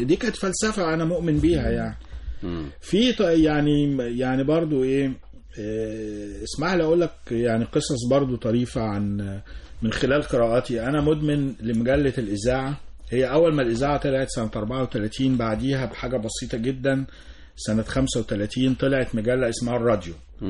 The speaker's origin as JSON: {"language": "Arabic", "town": "Cairo", "region": "Cairo Governorate", "country": "Egypt", "tie": "born or raised there", "said": "كنا ساكنين وانا صغير في وسط البلد"}